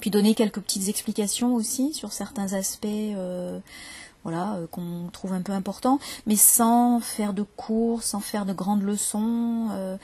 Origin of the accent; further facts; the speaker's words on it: Paris, Île-de-France, France; born there; accent: standard French; now in Marseille, France; Vous entendrez un accent plutôt comme le mien, parce que moi je suis née à Paris et je me suis installée à Marseille il y a une quinzaine d'années. Donc mon accent a un petit peu changé, mais globalement c'est quand même un accent très standard.